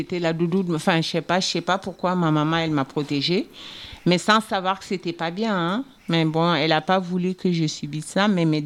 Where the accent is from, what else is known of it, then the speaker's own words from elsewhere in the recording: Mali; moved away; Je viens du Mali. Ouais. Mais ça fait quand même 38 ans que je suis là.